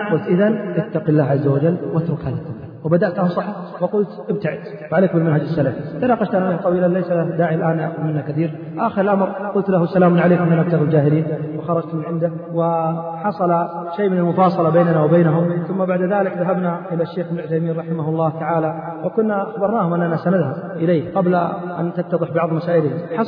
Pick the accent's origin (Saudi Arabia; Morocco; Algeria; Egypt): Saudi Arabia; الذين عندنا في السعودية يختلفون